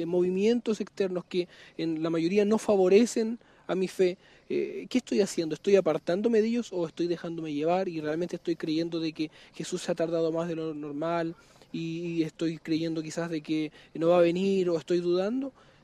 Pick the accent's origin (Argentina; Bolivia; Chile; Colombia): Chile; como buen chileno, haciendo una acotación, dejaríamos todo para el final